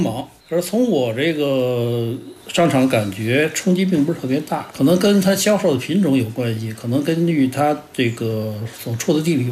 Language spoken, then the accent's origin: Chinese; Beijing, China; born or raised there